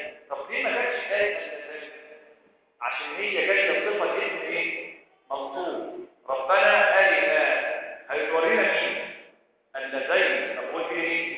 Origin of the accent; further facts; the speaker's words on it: Egypt; بس ليه مش مشهورة عندنا في مصر؟